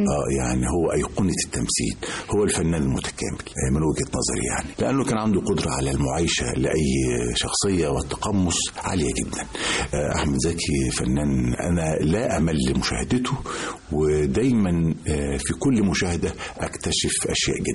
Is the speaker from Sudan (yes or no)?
no; Mansoura, Dakahlia, Egypt; من وأنا طفل يعني كنت في المنصورة في الدقهلية